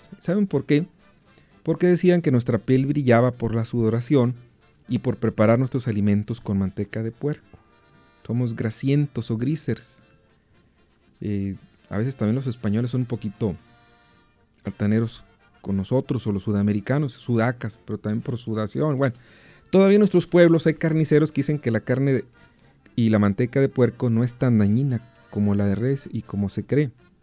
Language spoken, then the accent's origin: Spanish; Allende, Nuevo León, Mexico; Allende, pueblito bonito que me vio nacer.